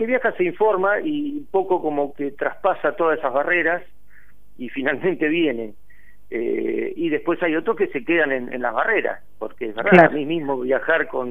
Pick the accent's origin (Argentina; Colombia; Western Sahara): Argentina; Tandil, Buenos Aires Province; nosotros que somos de Tandil sabemos de qué se trata, que es una ciudad con mucho aire libre, con muchos espacios abiertos.